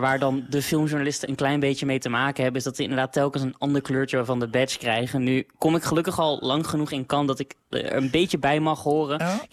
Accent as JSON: {"language": "Dutch", "country": "Netherlands", "said": "Ik focus me met die podcast heel erg op wat wij als Nederlanders daar te zoeken hebben."}